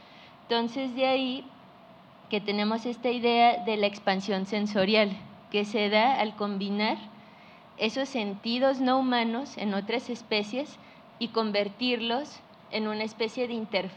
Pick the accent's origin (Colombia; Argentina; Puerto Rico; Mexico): Mexico; Lo nómada es porque pues somos de México, pero realmente pues nos la pasamos un poco aquí y allá